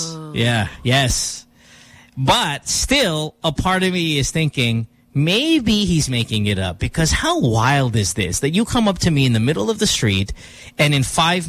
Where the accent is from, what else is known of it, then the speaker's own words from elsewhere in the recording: Central Luzon, Philippines; I'm from Bulacan. Oh, I'm from Bukawi.